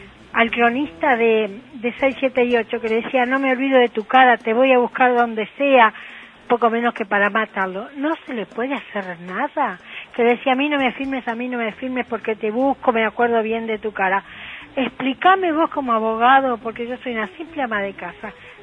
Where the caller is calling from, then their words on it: Haedo, Buenos Aires Province, Argentina; soy de Aedo.